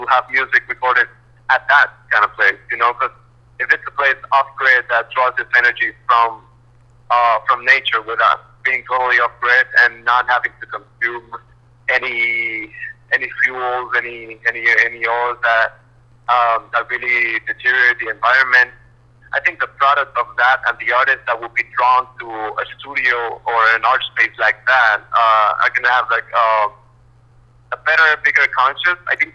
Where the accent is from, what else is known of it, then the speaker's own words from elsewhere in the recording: Puerto Rico; I'm planning to move to New York now. I'm from Puerto Rico, but yeah, I'm doing the transition.